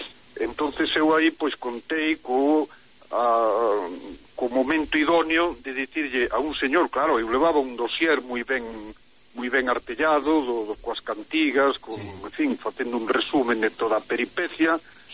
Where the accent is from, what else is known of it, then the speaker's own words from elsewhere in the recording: Pontevedra, Galicia, Spain; now in Vigo, Spain; eu son pontevedrés, aínda que vivo fai moitos anos en Vigo